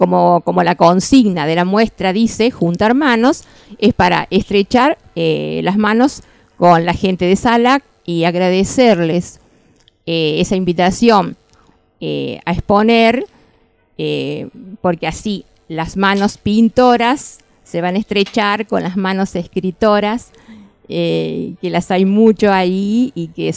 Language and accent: Spanish; Villa de María del Río Seco, Córdoba, Argentina; tuve la idea de convocar a gente de mi pueblo en el norte de Córdoba, Villa de María del Río Seco